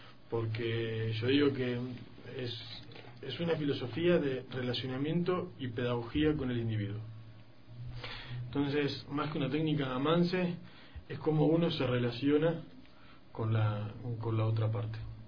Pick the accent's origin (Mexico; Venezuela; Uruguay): Uruguay